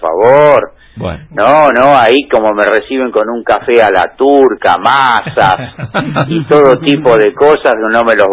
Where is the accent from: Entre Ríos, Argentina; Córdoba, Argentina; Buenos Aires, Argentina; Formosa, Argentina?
Buenos Aires, Argentina; born there; obviamente nací acá, yo nací en Colegiales.